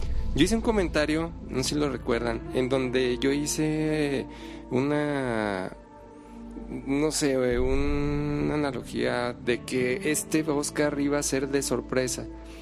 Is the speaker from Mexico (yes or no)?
yes; Mexico; aquí lo que hay que ver ya nosotros como mexicanos es que se puedan hacer las cosas